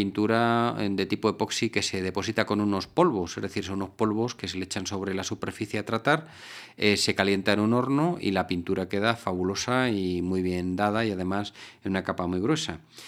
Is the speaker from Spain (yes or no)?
yes; Spain; en mi país, en España, hay una región de España reputada porque siempre a una pregunta responden con otra